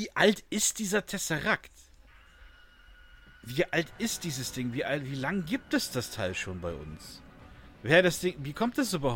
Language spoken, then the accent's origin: German; Augsburg, Bavaria, Germany; Ja, ist aus my Augsburg, homestead.